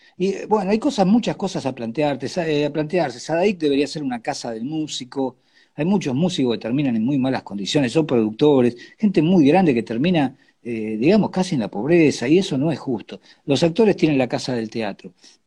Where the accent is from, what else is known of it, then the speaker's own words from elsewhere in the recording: Argentina; porque todos somos argentinos, ¿no?